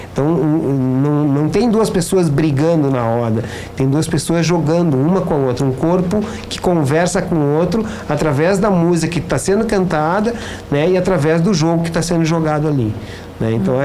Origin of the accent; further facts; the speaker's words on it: Brazil; Nós não somos europeus, nós somos brasileiros, né?